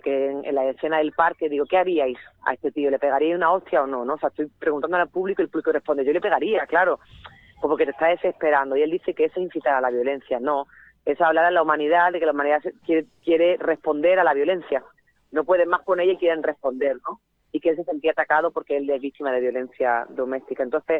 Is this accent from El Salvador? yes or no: yes; El Salvador; yo vengo de El Salvador y que yo he pasado mucho miedo en El Salvador